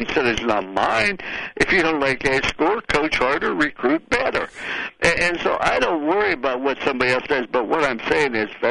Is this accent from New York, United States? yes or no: no; West Virginia, United States; born there; Now, remember, I was born in West Virginia. That's my home state where I was born.